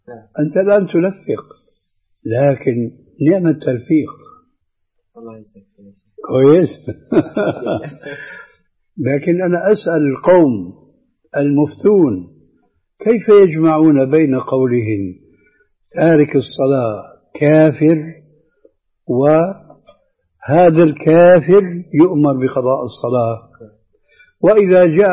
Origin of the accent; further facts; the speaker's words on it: Syria; فالآن كما يقولون أيضا عندنا في سوريا بساط أحمدي يعني واسع بحرية كاملة